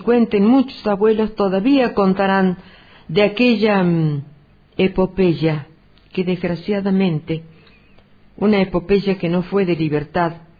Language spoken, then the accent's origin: Spanish; Tilquicho, Córdoba, Argentina; born there; pronto voy a cumplir 80 años, y aunque a ustedes les parezca mentira, yo nací en Tilquicho en el año 32